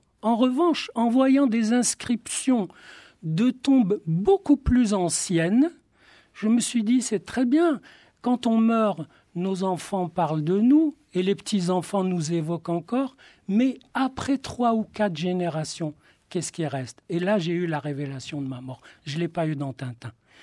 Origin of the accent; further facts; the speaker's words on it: Marrakech, Marrakesh-Safi, Morocco; moi, je lisais Tintin à Marrakech, où je suis né. J'ai d'ailleurs raconté mon enfance à Marrakech dans un roman. Et moi, ma lecture, c'était la Bible hébraïque.